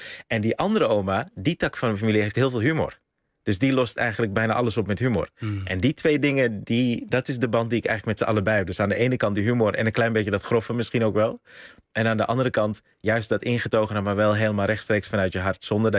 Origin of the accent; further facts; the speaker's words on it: Netherlands; Ik ben eigenlijk hier opgegroeid in Nederland zonder dat ik die oma's vaak zag.